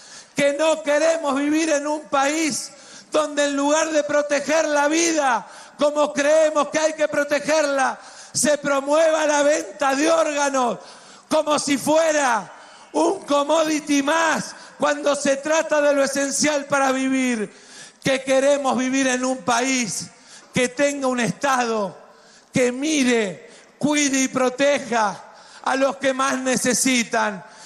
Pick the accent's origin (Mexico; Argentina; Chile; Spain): Argentina; Les contestamos que somos orgullosamente argentinos. Si mañana muriera y volviera a nacer, volvería a elegir la Argentina.